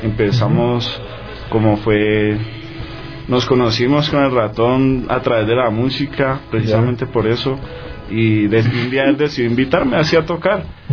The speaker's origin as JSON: {"language": "Spanish", "country": "Colombia", "lives_now": "Ecuador", "said": "Soy colombiano, entonces así que vamos a probar más raíces acá, por este lado."}